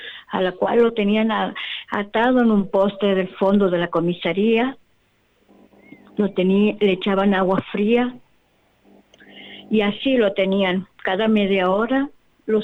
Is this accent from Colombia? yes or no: no; Santiago del Estero, Argentina; soy de Santiago del Estero, capital.